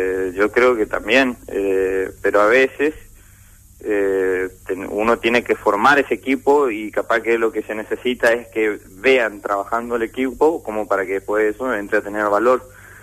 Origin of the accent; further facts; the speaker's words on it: Monte Caseros, Corrientes, Argentina; yo soy de Montecasero